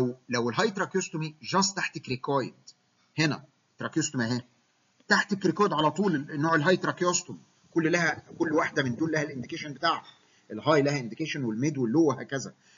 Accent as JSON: {"language": "Arabic", "country": "Egypt", "said": "وممكن كمان عندنا في مصر الفلاحين مكن الري"}